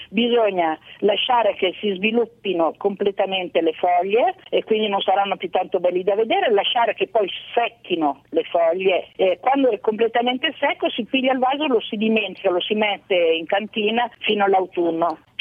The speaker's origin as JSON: {"language": "Italian", "region": "Piedmont", "country": "Italy", "said": "in primavera pioveva una volta tantissimo dalle mie parti, sulle Prealpi piemontesi"}